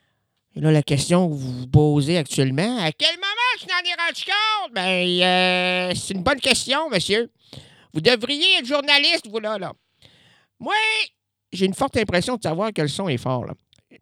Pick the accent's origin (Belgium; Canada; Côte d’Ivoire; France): Canada; Quebec City, Quebec; born there; moi, je suis né à Québec.